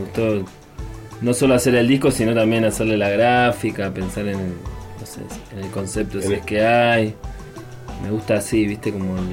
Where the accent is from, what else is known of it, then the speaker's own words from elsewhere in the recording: Los Coihues, Río Negro, Argentina; nací acá en Los Coihues, en el barrio, me crié acá también